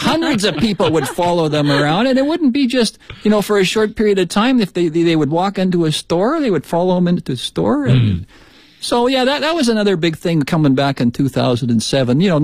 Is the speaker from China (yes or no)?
yes; Shanxi, China; now in Beijing, China; When we came here from Shanxi province.